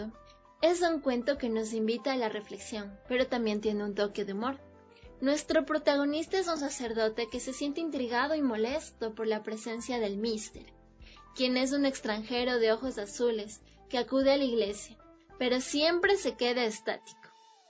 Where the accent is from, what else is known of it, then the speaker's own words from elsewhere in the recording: Ecuador; Es un libro que vale la pena leer porque es parte de nuestra identidad como ecuatorianos